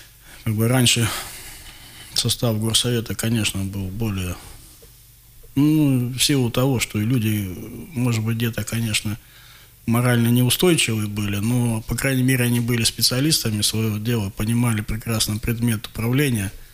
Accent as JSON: {"language": "Russian", "town": "Krasnoyarsk", "region": "Krasnoyarsk Krai", "country": "Russia", "said": "как гражданин России, как красноярец, которому не безразлична судьба родного города"}